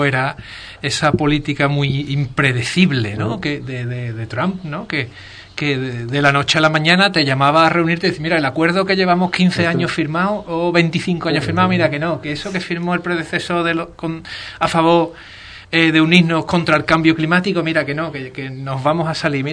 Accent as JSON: {"language": "Spanish", "country": "Spain", "said": "entendemos que como ciudadanos españoles no nos interesa demasiado ahora"}